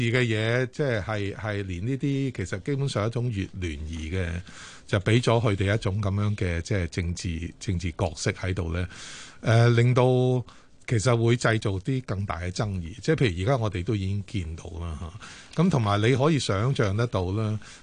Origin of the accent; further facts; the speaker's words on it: Guangdong, China; now in Hong Kong; 我係廣東人，我都唔知道有一個咁嘅會